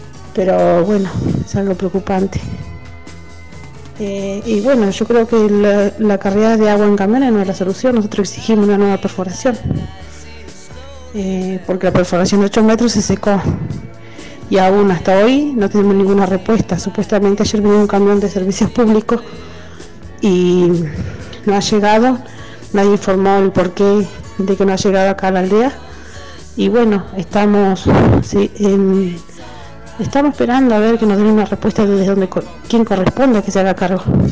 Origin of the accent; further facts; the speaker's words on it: Yala Laubat, Chubut, Argentina; Yo soy de Yala Laubat. Yala Laubat se encuentra ubicada en la meseta central de la provincia del Chubut.